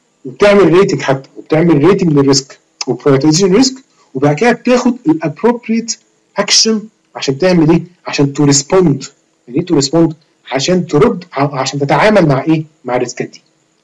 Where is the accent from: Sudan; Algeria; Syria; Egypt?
Egypt; احنا كمصريين مش دولة كل يوم بنقوم على زلزال